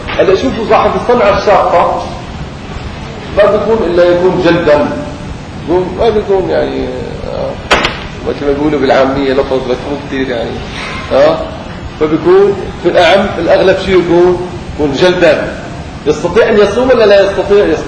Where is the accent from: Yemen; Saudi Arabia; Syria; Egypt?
Syria; فعرفوني اني انا من سوريا فوقفوا.